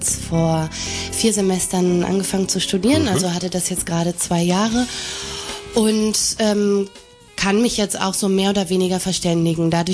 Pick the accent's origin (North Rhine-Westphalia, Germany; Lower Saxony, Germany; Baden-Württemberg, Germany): North Rhine-Westphalia, Germany; Bielefeld; now in Augsburg, Germany; Ich komme aus Bielefeld in Nordrhein-Westfalen.